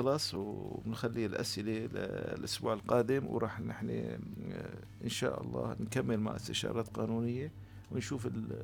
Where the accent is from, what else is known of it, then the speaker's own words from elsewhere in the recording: Syria; now in Turkey; يعني هلا أنا بقدر أطلع دفتر عائلة تركي؟ ما بقدر كسوري.